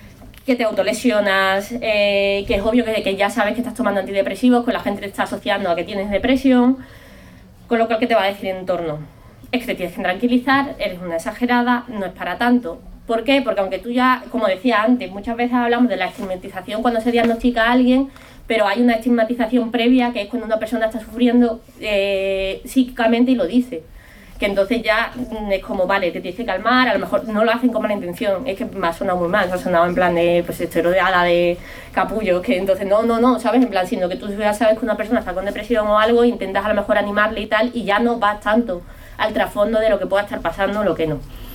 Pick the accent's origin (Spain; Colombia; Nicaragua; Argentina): Spain; Cádiz, Andalusia; now in Madrid, Spain; Yo vengo de Cádiz, en Cádiz no hay metro, es una ciudad chiquitísima, pero muy muy pequeña, además mucho más pequeña que Vallecas.